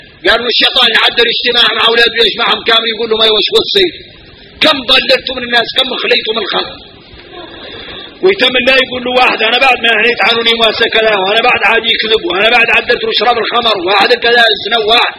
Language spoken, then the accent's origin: Arabic; Mauritania; احنا موريتاني فينا الغرائب والعجائب